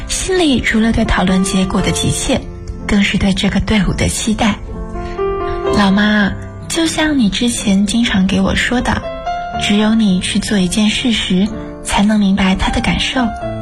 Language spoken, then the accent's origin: Chinese; Xiamen, Fujian, China; now in Nanjing, China; 来自福建厦门。我在南京大学，距离我的家乡1157公里。